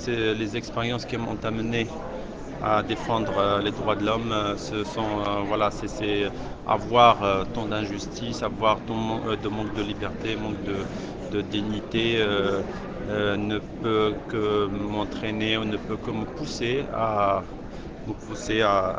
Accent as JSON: {"language": "French", "region": "Rif", "country": "Morocco", "said": "donc je suis du Rif, au nord du Maroc"}